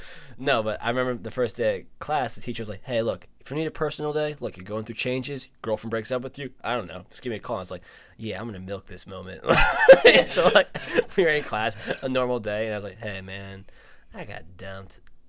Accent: New Jersey, United States; I was an intern at CBS a few years ago, and because I was from New Jersey

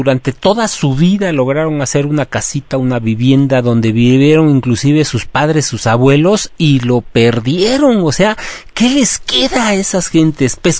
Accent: Mexico; como mexicanos, muchos a veces tenemos la oportunidad de 3, 4, 5 días ir

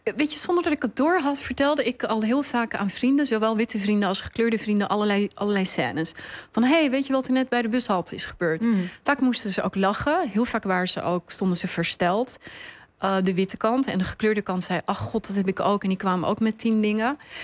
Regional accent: Netherlands; ik ben ook deel van dit land, ik ben ook Nederlander, ik ook

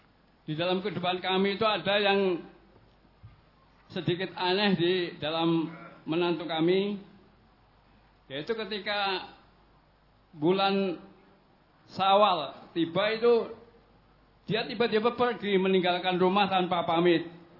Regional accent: Kintap, South Kalimantan, Indonesia; Kami dari Kalimantan Selatan, tepatnya di Kintab, Kabupaten Tanah Laut.

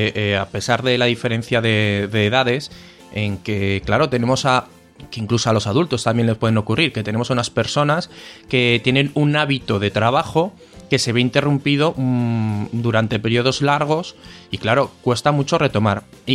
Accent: Zaragoza, Aragon, Spain; nosotros que somos de Zaragoza, en Zaragoza tenemos las fiestas del Pilar, son unas fiestas de aquí de la ciudad que son en octubre

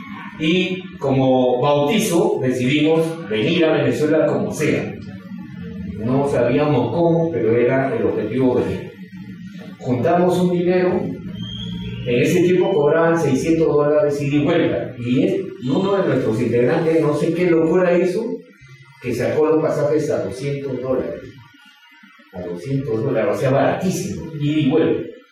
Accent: Peru; Nosotros, como peruanos, no vamos a venir a enseñar a los hermanos venezolanos

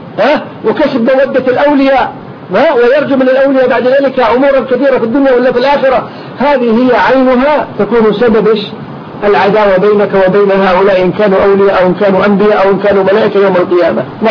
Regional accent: Kuwait; وحتى عندنا في الكويت الآن صار الناس يدعون إليها

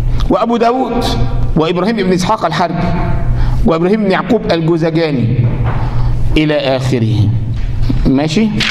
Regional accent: Egypt; ما هو الجماعه دي عندنا في مصر

